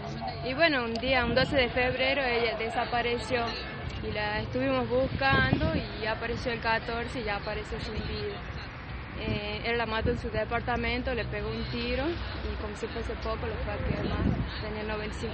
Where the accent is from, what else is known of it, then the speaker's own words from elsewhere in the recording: Patquía, La Rioja, Argentina; nosotros somos de Patqui, a 70 kilómetros de la Rioja capital, y bueno, decidimos estudiar algo, y bueno, nos fuimos a la Rioja